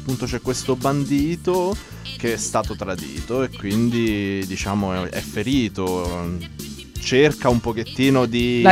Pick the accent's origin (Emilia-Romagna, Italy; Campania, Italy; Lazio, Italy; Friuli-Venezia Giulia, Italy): Lazio, Italy; Rome; Sono praticamente cresciuto a Roma, i miei però sono siciliani.